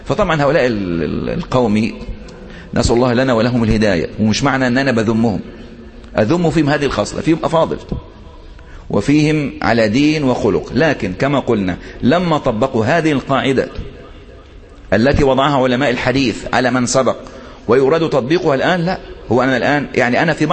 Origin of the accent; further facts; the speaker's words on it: Egypt; واحد مثلا زلت لسانه اللي بيخطب عندنا في مصر، يعني من عادة المصريين أنهم يحبون إيه الكلام الارتجالي